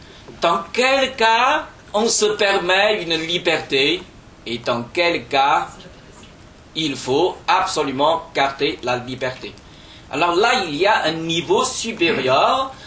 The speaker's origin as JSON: {"language": "French", "country": "China", "second_language": "French", "said": "pour moi, en tant que Chinois, linguiste qui a appris un peu le français, qui connaît un peu le français"}